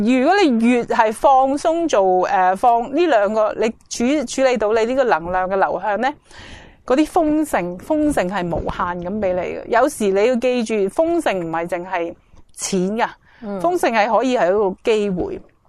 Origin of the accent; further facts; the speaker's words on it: China; 而好多时候我哋中国人咧，尤其都会有呢个谂法。